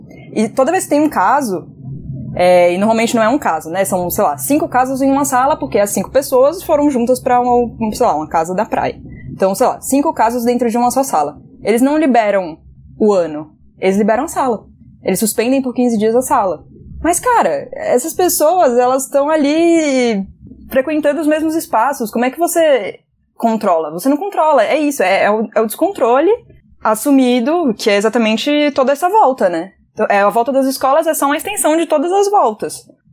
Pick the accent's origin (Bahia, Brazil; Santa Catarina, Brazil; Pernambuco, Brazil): Pernambuco, Brazil; Recife; now in São Paulo, Brazil; eu sou de Recife, né? Eu não sou daqui de São Paulo, apesar de morar aqui há 6 anos nessa desgraça de cidade.